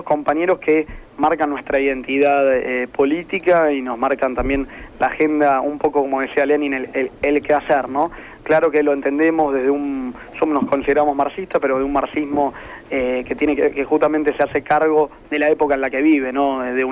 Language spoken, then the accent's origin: Spanish; Buenos Aires Province, Argentina; para nosotros que somos pibes del conurbano